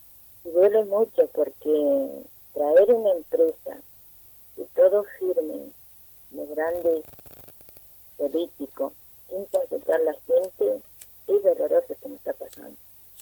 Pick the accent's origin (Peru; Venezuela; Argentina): Argentina; Neuquén; vengo de Top Boy, de una comunidad mapuche de acá de la zona norte.